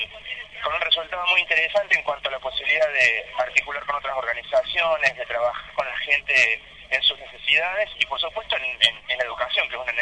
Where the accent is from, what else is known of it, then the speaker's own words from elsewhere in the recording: Córdoba, Argentina; Yo de la ciudad de Córdoba.